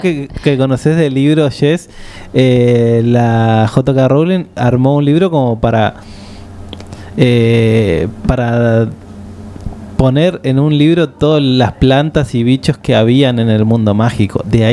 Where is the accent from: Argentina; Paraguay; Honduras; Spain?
Argentina; Somos de acá de Argentina.